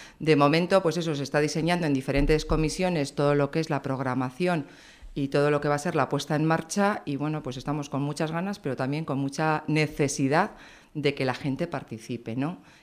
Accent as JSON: {"language": "Spanish", "town": "Berriozar", "region": "Navarre", "country": "Spain", "lives_now": "Tudela, Spain", "said": "soy de Berriozar, mi hija mayor también nació en Berriozar, llevamos 12 años en Tudela"}